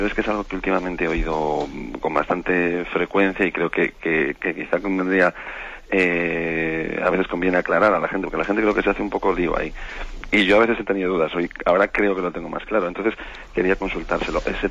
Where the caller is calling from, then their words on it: Vitoria-Gasteiz, Basque Country, Spain; de Vitoria.